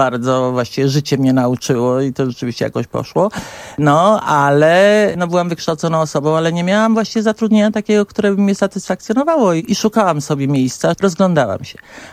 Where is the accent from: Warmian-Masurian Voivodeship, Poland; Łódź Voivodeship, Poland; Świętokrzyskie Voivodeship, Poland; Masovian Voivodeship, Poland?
Masovian Voivodeship, Poland; Warsaw; ja pochodzę z Warszawy. W Warszawie się urodziłam i właśnie w Warszawie spędziłam całe życie swoje.